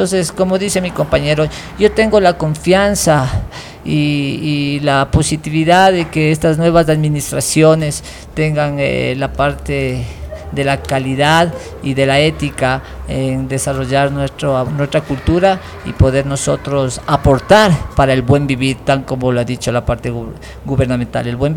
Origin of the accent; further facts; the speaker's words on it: Ecuador; pero acá siendo propio ecuatoriano